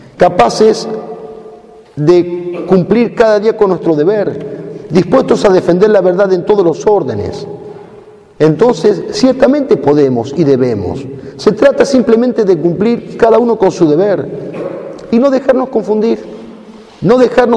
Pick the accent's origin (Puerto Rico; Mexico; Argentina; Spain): Argentina; a nuestra patria y a nosotros como argentinos.